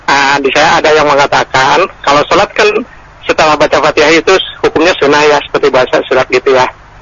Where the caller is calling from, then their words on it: Bogor, West Java, Indonesia; Saya dari Pak CC Bogor Selatan.